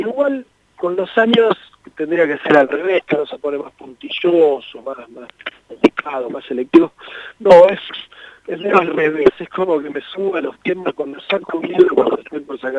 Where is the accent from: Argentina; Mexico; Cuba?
Argentina; Mar del Plata, Buenos Aires Province; yo me crié en Mar del Plata, acá vivía muchos primos hermanos, en Chapadmalal específicamente, en Mar del Plata